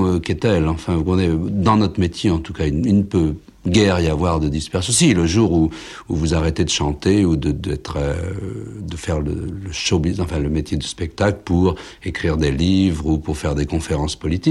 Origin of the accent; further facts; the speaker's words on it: France; Il est aussi américain, et moi je suis français.